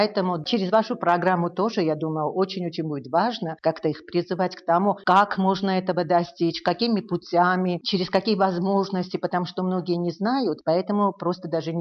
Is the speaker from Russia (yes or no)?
no; Armenia; я как первая армянка, которая туда поехала